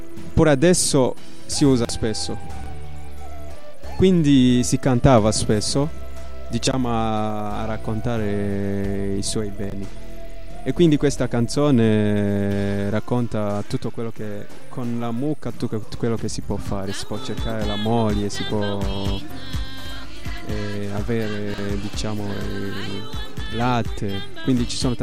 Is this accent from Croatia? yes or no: no; Burundi; first language Kirundi; Italian is a second language; Umugamba Winga è una parola in Kirundi, che è la mia lingua madre.